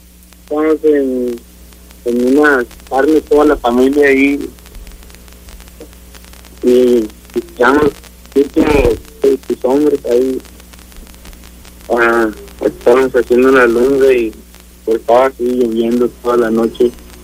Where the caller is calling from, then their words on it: Texas, United States; Sí, aquí en Texas.